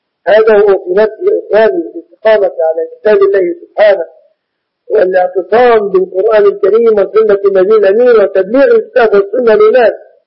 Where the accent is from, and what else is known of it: Egypt